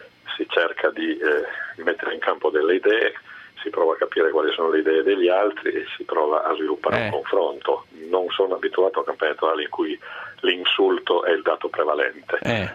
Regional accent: Turin, Piedmont, Italy; da torinese e da sindaco di Torino

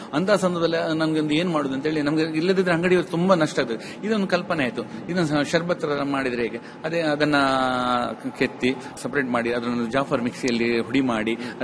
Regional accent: Kaup, Karnataka, India; ಅಂತೂ ನಮ್ಮ ಕಾಪು, ನಂಗೆ ಏನಂದ್ರೆ ಕಾಪು ತಾಲೂಕು ನಮ್ಮ ಊರಲ್ಲಿ

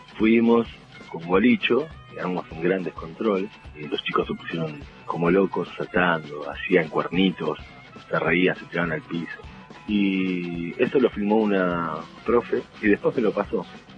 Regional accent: Isidro Casanova, Buenos Aires Province, Argentina; Empezó acá en el partido de La Matanza, nosotros somos oriundos de Isidro Casanova

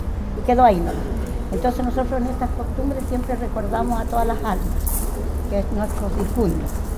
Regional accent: Calama, Antofagasta, Chile; nosotros nos sentimos orgullosas las dos que venimos desde allá de Calama

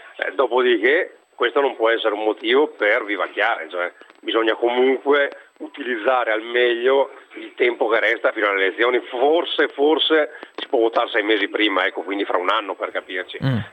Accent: Verona, Veneto, Italy; io sono veronese, veneto, padano, italiano, europeo

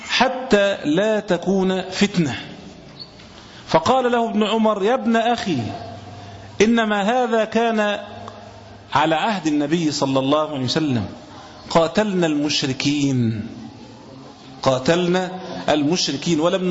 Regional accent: Egypt; مش إحنا زي عندنا في مصر كده

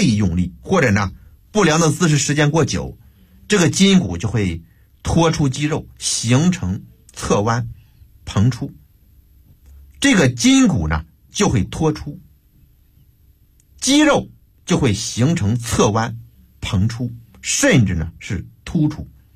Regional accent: Beijing, China; 我们北京人呢还喜欢吃这个羊蝎子

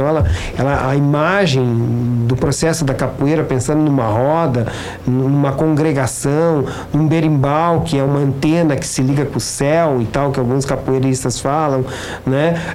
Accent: Brazil; Nós não somos europeus, nós somos brasileiros, né?

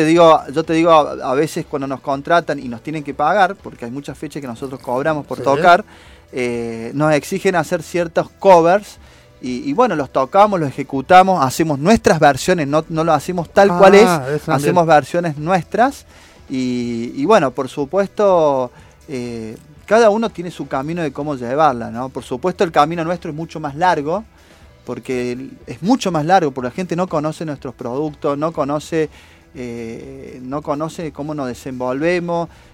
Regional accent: Pudahuel, Santiago Metropolitan Region, Chile; somos de Pudahuel

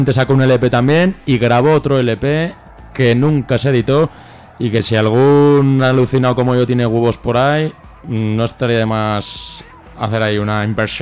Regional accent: Santander, Cantabria, Spain; nos vamos a Santander, a mi tierra mater y pater

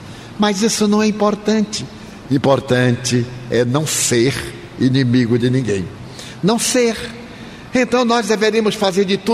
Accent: Bahia, Brazil; eu sou baiano.

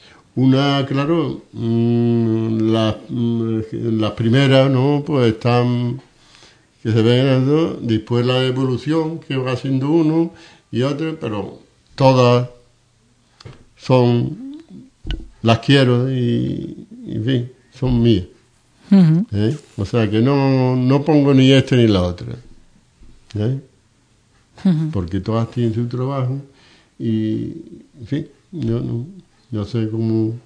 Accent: Ubrique, Andalusia, Spain; yo soy de Ubrique

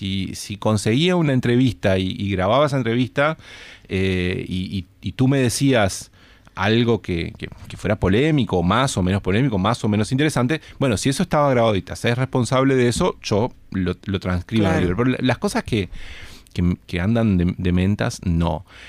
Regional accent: Salto, Uruguay; Yo que soy salteño siempre tengo que siempre tengo que nombrar a algún salteño.

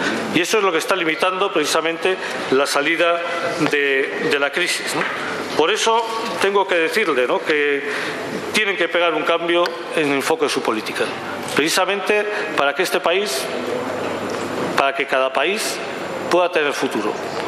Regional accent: Basque Country, Spain; por ejemplo en mi país, especialmente en Euskal Herria

